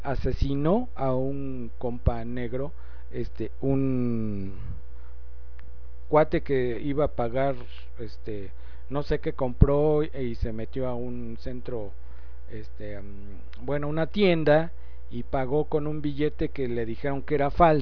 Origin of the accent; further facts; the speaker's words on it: Mexico; pero creo que bueno, pues si somos mexicanos, todo el mundo está igual, no manchen.